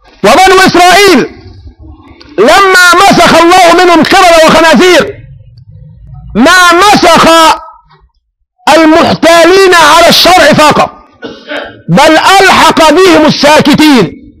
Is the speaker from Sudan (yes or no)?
no; Egypt; احنا عندنا في مصر بنخشب ونحط سجد بوص